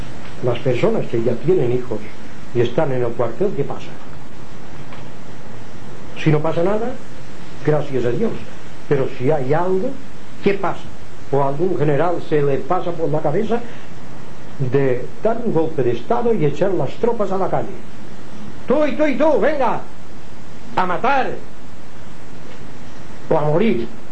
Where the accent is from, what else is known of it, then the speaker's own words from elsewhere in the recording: Palma, Balearic Islands, Spain; also born or lived in Inca; porque yo nací en Inca, pero siempre he vivido en Palma